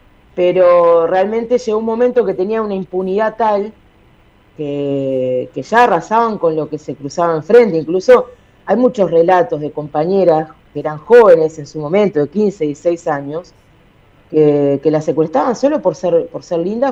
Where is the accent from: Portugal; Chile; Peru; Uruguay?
Uruguay; Nosotros, si bien todavía en Uruguay no lo, como ustedes, como en Argentina, no lo tenemos reconocido como un genocidio